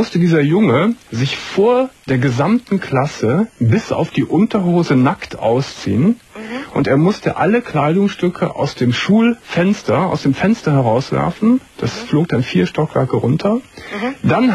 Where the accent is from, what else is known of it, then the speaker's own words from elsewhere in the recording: Gummersbach, North Rhine-Westphalia, Germany; in der Volksschule in Gummersbach, wo ich herkomme